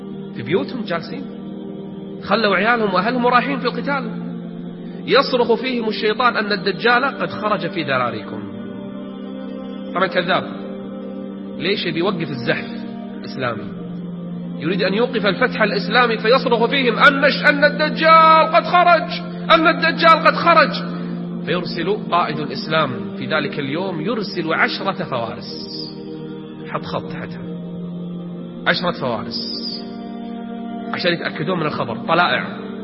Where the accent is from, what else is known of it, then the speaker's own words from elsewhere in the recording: Kuwait; إحنا عندنا بالكويت واحد من زمان يقول أنا